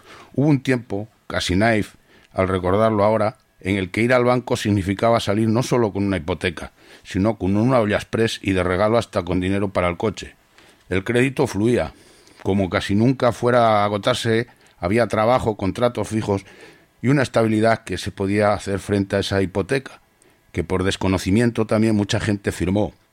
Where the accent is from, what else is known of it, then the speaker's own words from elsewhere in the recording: Madrid, Community of Madrid, Spain; Soy de Madrid, hace ya unos cuantos años, muy jovencito